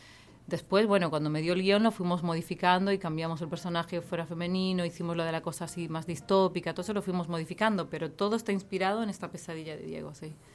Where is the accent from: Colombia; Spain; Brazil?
Spain; Galicia; Yo crecí en un pueblo en Galicia, un pueblo muy chiquitito.